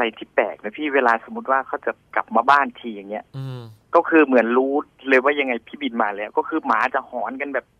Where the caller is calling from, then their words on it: Thawi Watthana, Bangkok, Thailand; อยู่ทวีวัฒนาครับ